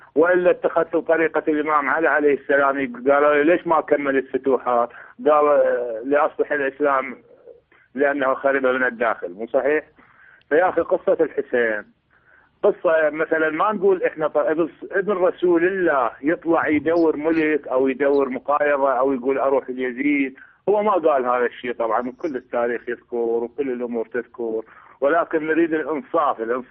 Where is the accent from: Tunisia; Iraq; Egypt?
Iraq; من العراق وشيعي.